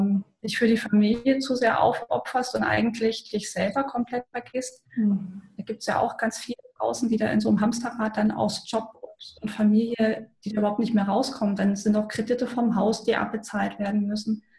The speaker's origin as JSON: {"language": "German", "country": "Germany", "tie": "born or raised there", "said": "Ich bin in der DDR groß geworden."}